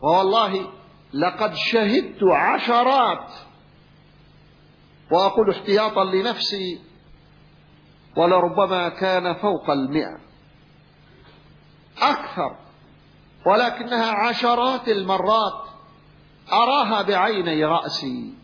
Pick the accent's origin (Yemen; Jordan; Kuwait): Yemen; كان أحد مشايخ القبائل عندنا في اليمن